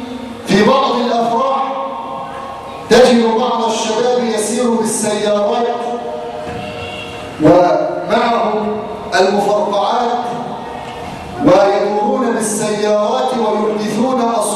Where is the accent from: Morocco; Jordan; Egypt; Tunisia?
Egypt; نسأله أن يجعل بلادنا مصر آمنة مطمئنة